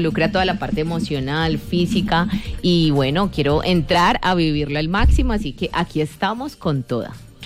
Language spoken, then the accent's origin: Spanish; Cali, Valle del Cauca, Colombia; calorcito caleño, porque soy la cuota caleña del grupo